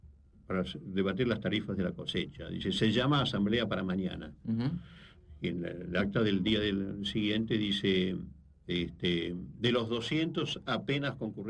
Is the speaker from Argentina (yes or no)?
yes; Argentina; eso es lo que a uno lo deprime como argentino, ¿no?